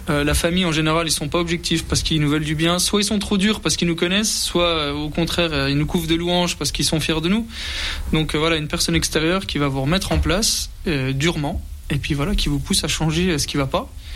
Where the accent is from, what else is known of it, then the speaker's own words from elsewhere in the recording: Remiremont, Grand Est, France; j'ai 37 ans. J'habite Remiremont, je suis originaire de Remiremont de base. Et après de longs voyages, je suis revenu dans notre région